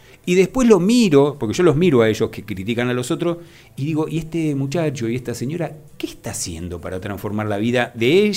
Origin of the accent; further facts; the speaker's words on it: Moreno, Buenos Aires Province, Argentina; porque vivo en Moreno, porque nací en Moreno y porque quiero a Moreno, porque yo estoy orgulloso de ser de este distrito y porque lo conozco desde que nací, conozco cada barrio